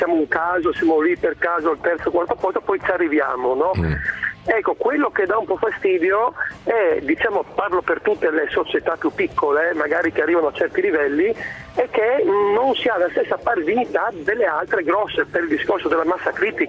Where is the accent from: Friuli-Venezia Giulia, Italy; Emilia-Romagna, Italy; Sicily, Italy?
Friuli-Venezia Giulia, Italy; Udine; io sono di Udine, chiaramente noi qua ti chiamo udinese